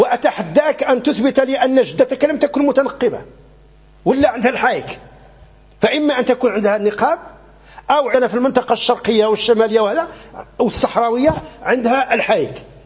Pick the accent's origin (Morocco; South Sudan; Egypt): Morocco; فمثلا عندنا في المغرب